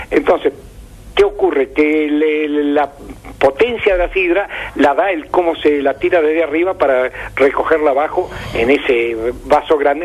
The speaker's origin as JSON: {"language": "Spanish", "region": "Córdoba", "country": "Argentina", "tie": "born or raised there", "said": "que yo lo recuerdo tanto en mi pueblo cordobés como en Rosario"}